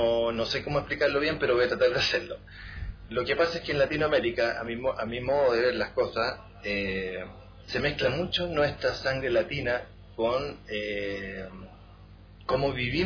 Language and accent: Spanish; Chile; moved away as an adult; now in Taiwan; Yo antes era de Chile y, bueno, me gusta mucho mi país